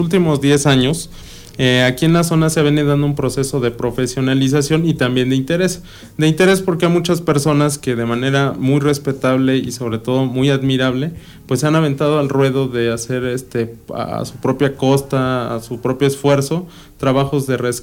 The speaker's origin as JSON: {"language": "Spanish", "town": "Amecameca", "region": "State of Mexico", "country": "Mexico", "tie": "born or raised there", "also_born_or_lived": "Tepetlixpa", "said": "yo soy oriundo de la región, soy del municipio de Tepetlixpa, pero pues también he vivido muchos años desde niño aquí en Amecameca, mi familia también es de aquí, entonces yo he crecido en realidad en toda la región."}